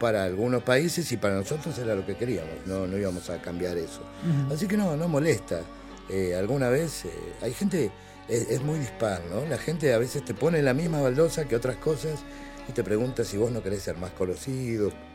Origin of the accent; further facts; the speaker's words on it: Argentina; O sea, seguimos siendo argentinos.